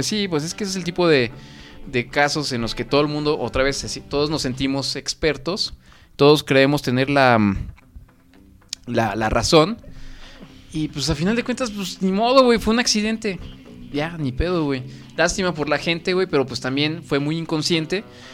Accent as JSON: {"language": "Spanish", "country": "Mexico", "said": "bailemos y echemos desmadre como buenos mexicanos que somos, güey"}